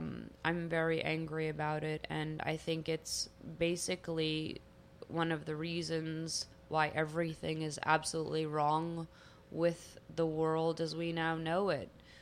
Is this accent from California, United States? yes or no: yes; Los Angeles, California, United States; And how I grew up in Los Angeles, California, my life wasn't that beautiful.